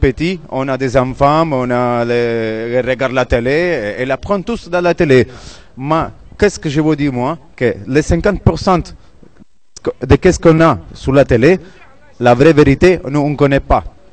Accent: Italy; French is a second language; Je suis italien, je ne parle pas bien français

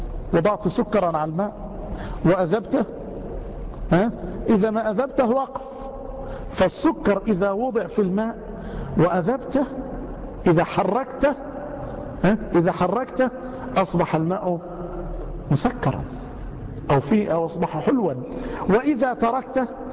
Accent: Yemen; يأتي إلينا بعضهم ونحن في اليمن

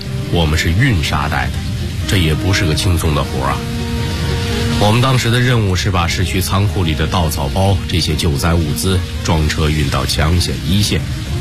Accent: North China, China; moved away as an adult; 我是北方平原长大，到温州当了兵以后，才真是第一次见识到沿海台风的威力。

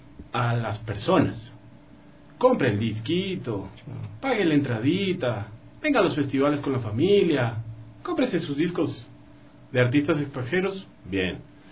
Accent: Loja, Ecuador; born there; Yo nací en Loja.

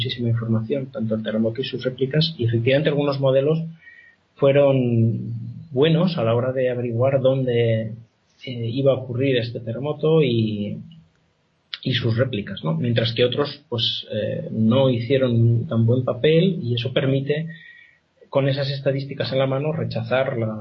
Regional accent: Spain; que yo sepa soy el único español o latino en general en el, exceptuando los colegas italianos, claro.

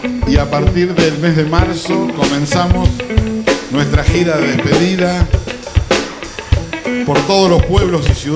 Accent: Argentina; como buenos argentinos que somos

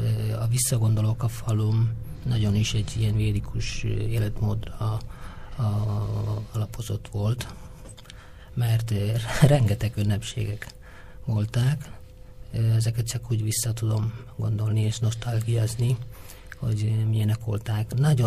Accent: South India, India; born there; Hungarian is a second language; Én Dél-Indiában egy faluban születtem

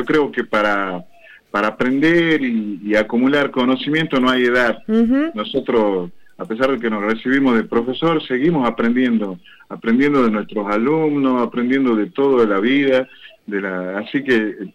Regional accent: Jujuy, Argentina; accent: northern Argentine; now in Neuquén, Argentina; por mi tonada yo vengo del norte, no, soy de Jujuy.

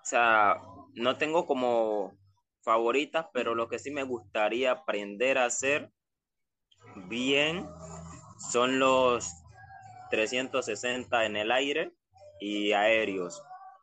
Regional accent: Chocó, Colombia; yo soy de Colombia, soy del Pacífico Chocó, del Valle Vallasolano.

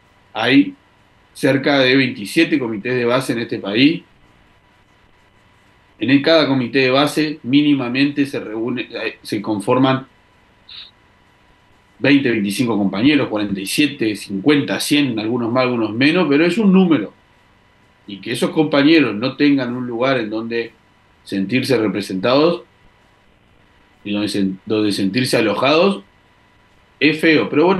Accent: Uruguay; Sí nos compete como uruguayos que vivimos acá

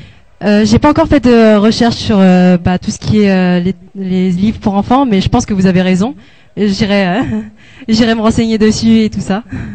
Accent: France; en tant que Français moyen

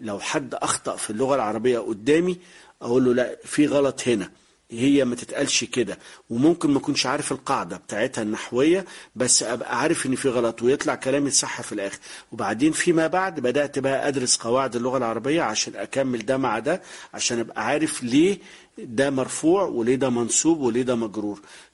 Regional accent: Biba, Beni Suef Governorate, Egypt; من بني سويف، يعتبر أول صعيد، أول محافظة بعد الصعيد يعني. بس هي من مركز بعد بني سويف اسمه بيبا، فيعني يعتبر جوه بعد بني سويف حوالي 20 كيلو.

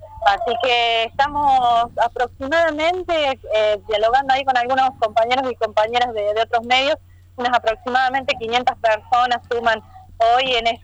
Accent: La Rioja, Argentina; como pueblo riojano, riojano en este caso, pero nacional en general

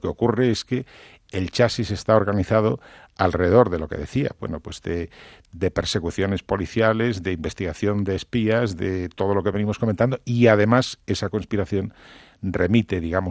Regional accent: Cantabria, Spain; mi tierra, Cantabria, las Asturias de Santillana

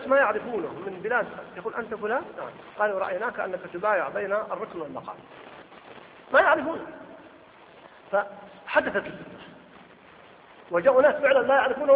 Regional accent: Mecca, Makkah Province, Saudi Arabia; واحد فقط عندنا في مكة أربعة كلهم يدعون المهدي

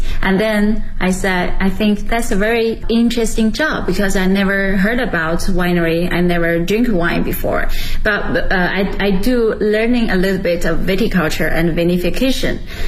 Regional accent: Shijiazhuang, Hebei, China; English is a second language; now in Beijing, China; I'm originally from Hebei province and Shijiazhuang city, the capital of the Hebei province. And right now I'm working in Beijing

